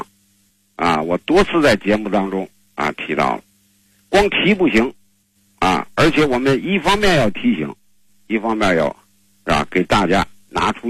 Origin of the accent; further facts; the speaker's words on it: China; 你像我们中国人这个吃饭啊